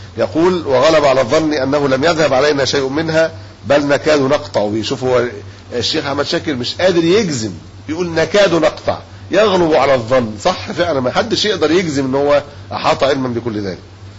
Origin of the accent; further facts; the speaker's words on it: Egypt; إحنا مصريين في الأصل